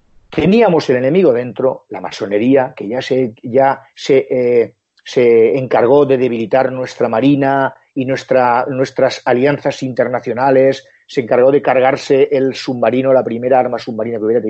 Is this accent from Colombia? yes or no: no; Spain; Como buenos soldados españoles